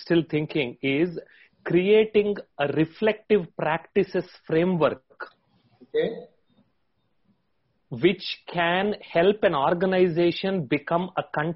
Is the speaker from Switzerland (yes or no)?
no; Hyderabad, Telangana, India; I am from Hyderabad.